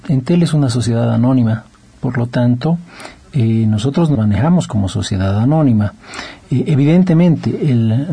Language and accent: Spanish; Bolivia; como yo soy boliviano, siempre la tierra llama. Y decidimos con mi esposa volver al país.